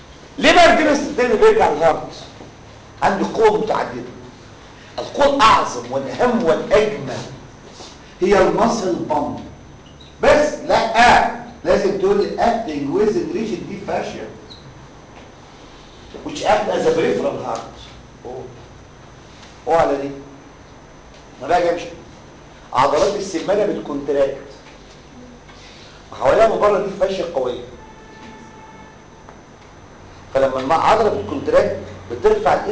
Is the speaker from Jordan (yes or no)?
no; Egypt; احنا عندنا في مصر